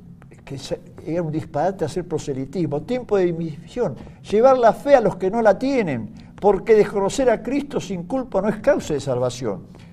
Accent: Argentina; Yo llamo a mi Argentina España, España de ultramar.

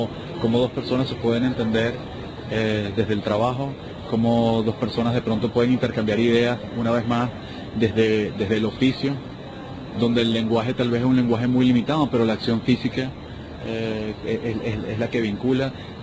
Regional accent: Caracas, Capital District, Venezuela; tiendo a ser muy citadino, tiendo a ser muy como buen caraqueño

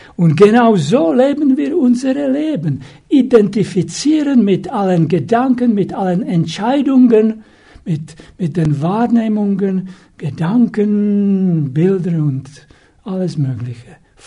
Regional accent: Czechia; born there; German is a second language; Ich bin in Tschechien geboren.

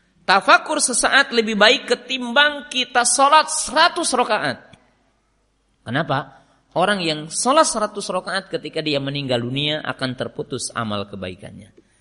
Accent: West Java, Indonesia; Saya kan orang Sunda, USA. Orang Sunda asli.

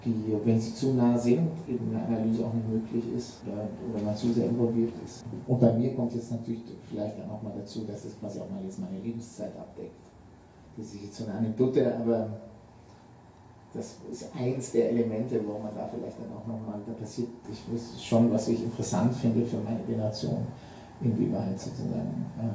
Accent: Southern Germany, Germany; Jetzt komme ich aus Süddeutschland, kann man sagen, die sind da immer so.

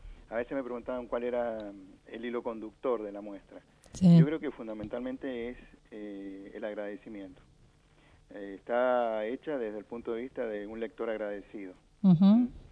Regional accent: Mendoza, Argentina; el homenaje que le estábamos debiendo nosotros como mendocinos a un mendocino

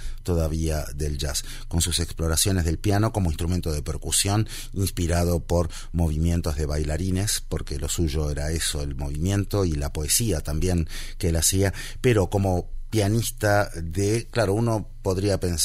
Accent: Argentina; como decimos en mi país, en Argentina

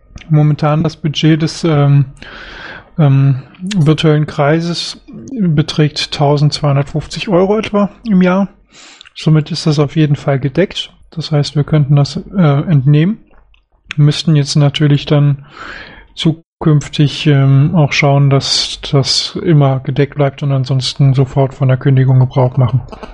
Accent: Solingen, North Rhine-Westphalia, Germany; Also ich komme ja aus Solingen

